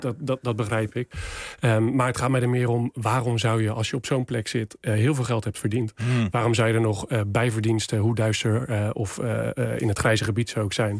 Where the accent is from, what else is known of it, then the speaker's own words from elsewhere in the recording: Rotterdam, South Holland, Netherlands; ik ben opgegroeid in Rotterdam.